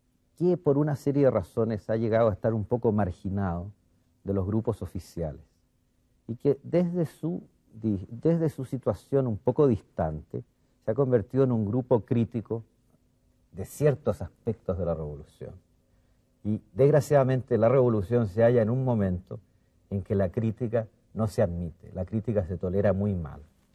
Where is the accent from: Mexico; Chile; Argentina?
Chile; yo soy el primer chileno que llega como diplomático